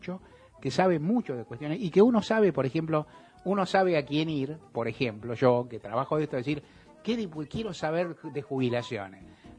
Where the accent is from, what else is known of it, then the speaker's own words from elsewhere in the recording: Argentina; nosotros somos argentinos, hablamos de la patria grande